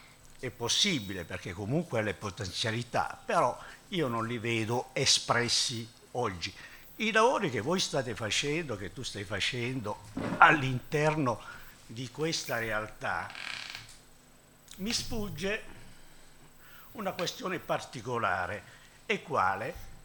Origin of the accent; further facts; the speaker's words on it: Taranto, Apulia, Italy; born there; io conosco Taranto, sono nato a Taranto, no?